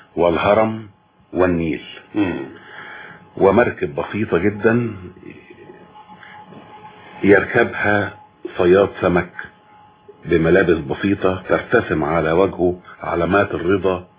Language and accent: Arabic; Sebk El Dahhak, Monufia Governorate, Egypt; بلدنا اسمها سبك الضحاك, ومن هنا جاء